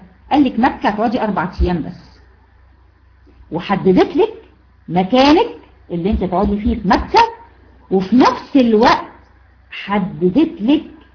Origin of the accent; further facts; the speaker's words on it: Egypt; احنا هنا عندنا في مصر عارفين الكارثة اللي هي بتفصل ما بين المدينة وبعضها،